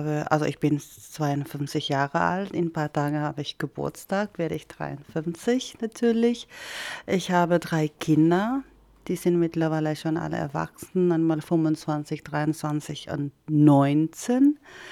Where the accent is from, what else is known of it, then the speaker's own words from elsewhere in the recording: Philippines; German is a second language; Also wir sind immer in so eine große Stadt, sage ich mal so, weil das ist jetzt in Lauak heißt das, wo ich aufgewachsen bin und das ist eine große Stadt.